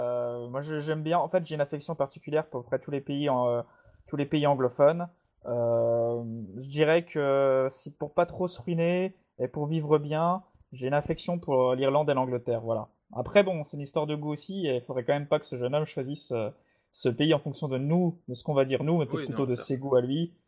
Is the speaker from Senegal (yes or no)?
no; France; chez nous, en France